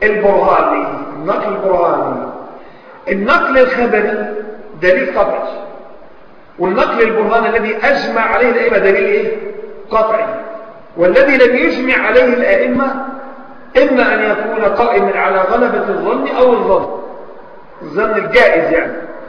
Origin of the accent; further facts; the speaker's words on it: Egypt; يعني مثلا عندنا في مصر، عندنا في مصر مثلا